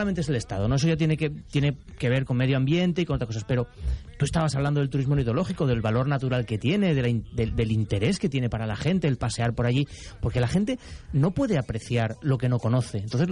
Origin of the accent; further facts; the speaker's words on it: Valencia, Valencian Community, Spain; born there; No, soy de Castellón, Ramiro. tengo antecedentes, pero no, yo nací en Valencia